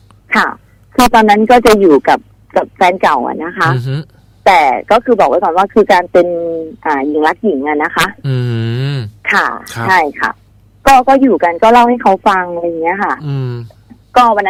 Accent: Ubon Ratchathani, Thailand; ที่อุบลค่ะ

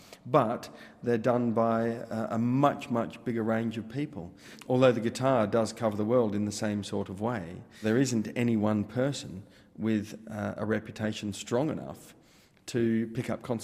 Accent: Perth, Western Australia, Australia; he played in my hometown of Perth in Western Australia.

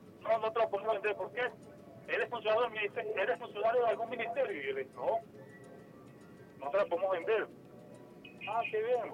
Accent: Venezuela

